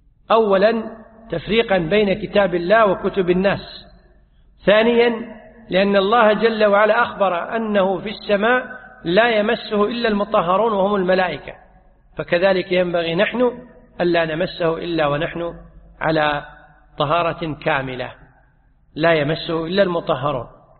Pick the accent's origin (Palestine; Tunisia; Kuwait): Kuwait; يعني عندنا في الكويت أحيانا تجد أن الرجل الزوج ينادي زوجته يقول يا يبا